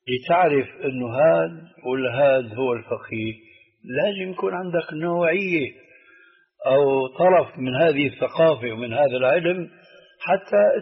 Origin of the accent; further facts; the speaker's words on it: Syria; عندنا بسوريا بيقولوا العين مغرفة الكلام